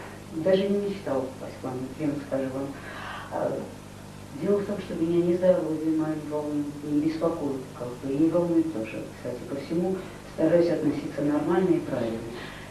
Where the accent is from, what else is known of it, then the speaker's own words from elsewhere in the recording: Yerevan, Armenia; moved away; Я наполовину армянка, наполовину русская, из Еревана. И мы здесь как бы приезжие, понимаете, ну, с 94-го года.